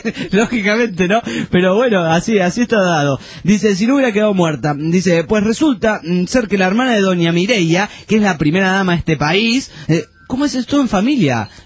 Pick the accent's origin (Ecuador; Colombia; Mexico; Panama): Panama; de Panamá.